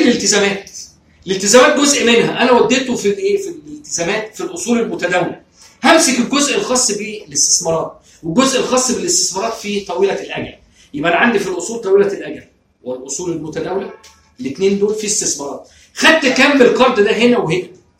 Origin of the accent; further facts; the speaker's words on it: Egypt; واحنا عندنا في مصر سياسه حلوه جدا